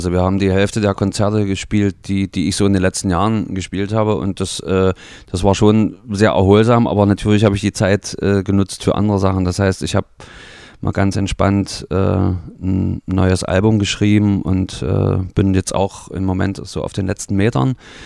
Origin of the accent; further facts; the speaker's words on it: Halle, Saxony-Anhalt, Germany; moved away; Na, in meiner alten Heimatstadt, nach Halle.